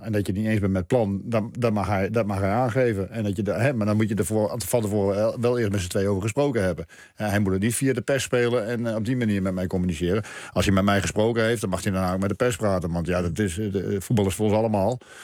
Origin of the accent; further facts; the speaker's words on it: Netherlands; En waarom zijn wij als Nederlanders zo goed met de vrouwen op die afstanden?